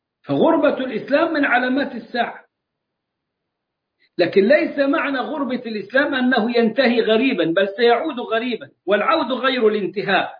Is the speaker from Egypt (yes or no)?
yes; Egypt; accent: Egyptian; نرحرح زي ما بنقول كده في لهجتنا المصرية